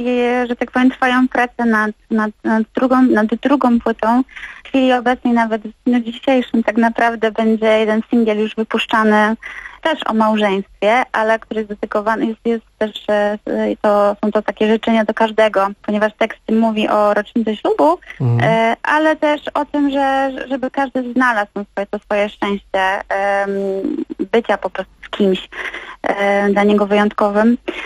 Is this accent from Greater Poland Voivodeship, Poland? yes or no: no; Gliwice, Silesian Voivodeship, Poland; ten utwór, który tak naprawdę też był śpiewany w kościele przez mojego tatę, który był organistą u nas w Gliwicach w parafii Wszystkich Świętych.